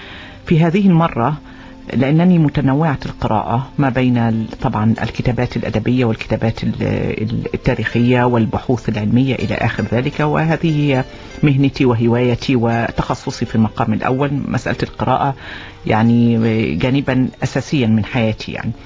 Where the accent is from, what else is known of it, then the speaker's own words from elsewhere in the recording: Oman; بالنسبة لأجيالنا بصفة خاصة كعمانيين، لأننا لم نرى أو لم نعيش زنجبار ما قبل الانقلاب.